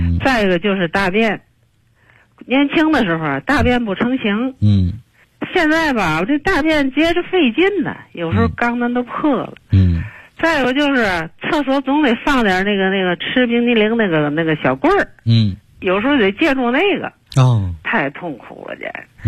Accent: Tianjin, China; 我是天津的，河北区的。

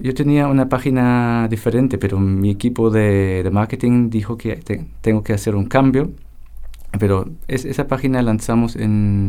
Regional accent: Germany; yo soy alemán

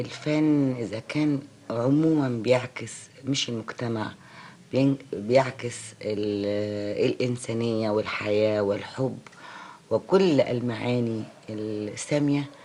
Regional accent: Egypt; فأنا مواطنة مصرية أولا وأخيرا

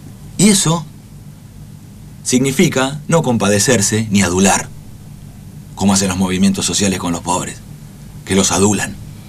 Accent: Argentina; a los que somos profundamente argentinos

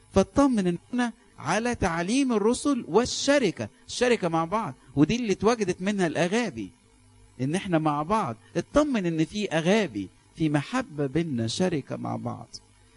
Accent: Alexandria, Alexandria Governorate, Egypt; وخاف إن المشهورة تكبر تكبر تكبر عندنا في اسكندرية

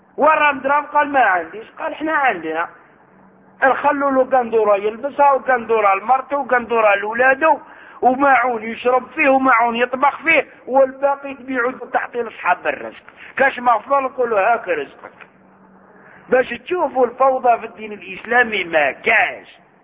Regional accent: Algeria; احنا عندنا في الجزائر وغيرها

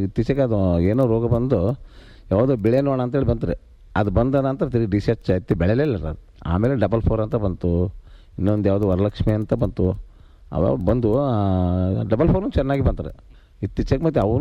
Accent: Tadkal, Karnataka, India; ಮೂಲ ಇದೆ ತಡ್ಕಲ್ ರೀ, ನಮ್ದು ಊರು

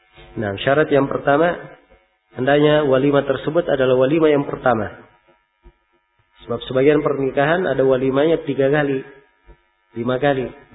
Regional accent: Makassar, South Sulawesi, Indonesia; Ya, kalau sebagai orang Makassar, nah, lebih sadis lagi.

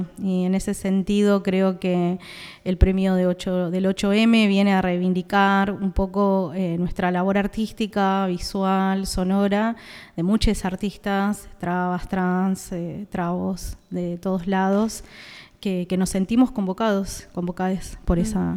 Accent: Corrientes, Argentina; Soy correntino. De Corrientes Capital, estoy acá hace muchos años.

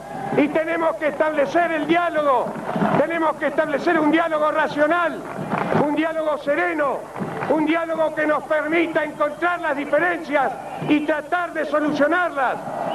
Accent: Esquel, Chubut, Argentina; Más allá de mi condición de gobernador, soy de Esquel y Esquel me conoce.

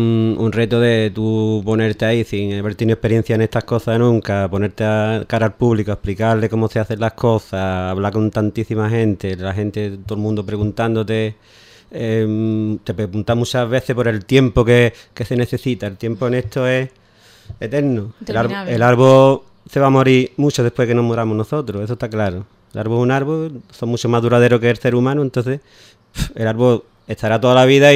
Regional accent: Ubrique, Andalusia, Spain; que somos gente de Ubrique y, como hemos dicho antes, de toda, prácticamente toda la provincia.

